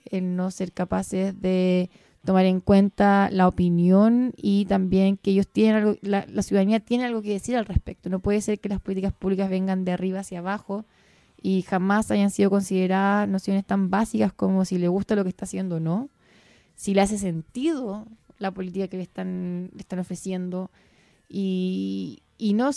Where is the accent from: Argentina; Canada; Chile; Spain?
Chile; la impotencia que sentimos hoy día como chileno y chilena es no tener la posibilidad de ingerir